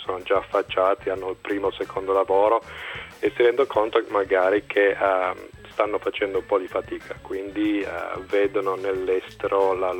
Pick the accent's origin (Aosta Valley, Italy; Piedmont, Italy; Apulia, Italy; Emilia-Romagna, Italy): Piedmont, Italy; Borgo San Dalmazzo; moved away as an adult; also born or lived in England; Io sono partito da Borgo San Dalmazzo, provincia di Cuneo, sono cresciuto lì, poi a 19 anni sono andato a studiare in Inghilterra all'università, mi è piaciuta un sacco, quindi sono rimasto lì in Inghilterra per 10 anni